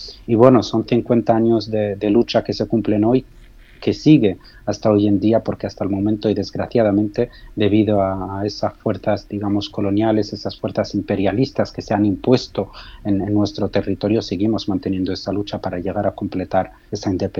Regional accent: Western Sahara; habían declarado todos los países africanos como independientes, y únicamente quedaba nuestro país como Sáhara español, como una colonia española.

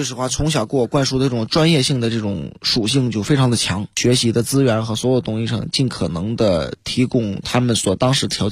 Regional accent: Tieling, Liaoning, China; 因为我的老家在东北嘛，

